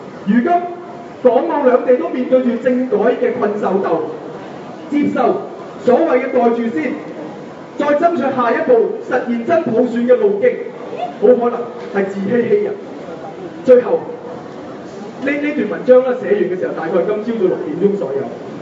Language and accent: Cantonese; Macau; 此時此刻我嚟呢度唔係因為我係澳門人，唔係因為我係中國人，而係因為我係一個人。